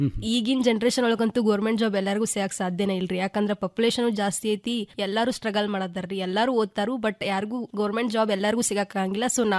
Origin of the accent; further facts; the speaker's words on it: Gokak, Karnataka, India; ಗೋಕಾಕಿಂದ ಬಂದಿದ್ದೀನಿ ಸರ್.